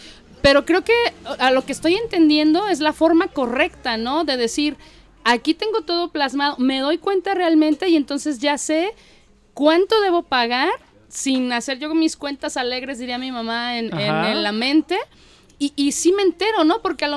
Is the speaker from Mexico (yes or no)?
yes; Mexico; creo que ahí es lo que más nos falla y más como mexicanos.